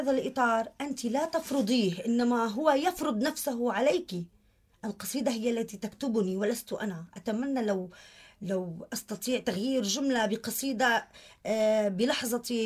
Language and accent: Arabic; Safita, Tartus Governorate, Syria; بصافيتا مدينتي